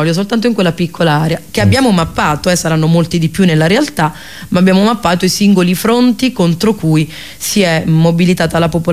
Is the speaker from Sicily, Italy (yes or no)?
no; Basilicata, Italy; perché vengo dalla Basilicata, dalla Val d'Agri.